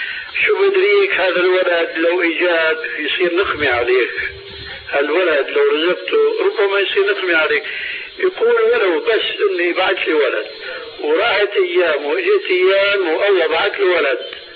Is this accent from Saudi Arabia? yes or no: no; Syria; هي كما يقولوا عندنا في سوريا